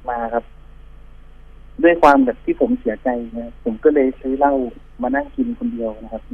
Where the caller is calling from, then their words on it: Bangkok, Thailand; ที่เดิมครับแถวพระราม3เหมือนเดิมคร